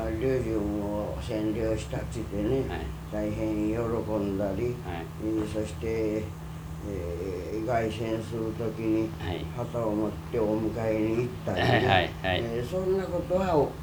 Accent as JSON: {"language": "Japanese", "town": "Kudoyama", "region": "Wakayama", "country": "Japan", "tie": "born there", "said": "和歌山県の高野山から麓三里下の九田山っていうところで生まれております。"}